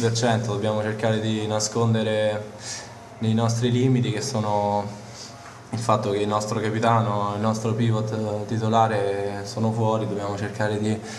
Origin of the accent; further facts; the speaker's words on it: Tirana, Tirana County, Albania; also born or lived in Colleferro, Italy; vengo da Colleferro per dire, perché comunque sono nato a Tirana, soprattutto adesso ho vissuto a Tirana per tanto tempo